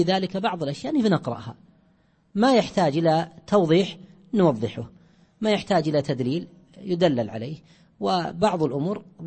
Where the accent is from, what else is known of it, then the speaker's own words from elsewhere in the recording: Najd, Saudi Arabia; واشتهار الزاد عندنا في نجد أكثر من اشتهار الدليل،